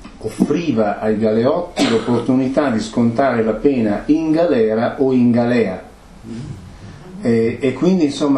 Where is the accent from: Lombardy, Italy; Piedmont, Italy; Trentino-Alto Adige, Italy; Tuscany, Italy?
Trentino-Alto Adige, Italy; Riva del Garda; io sono di Riva del Garda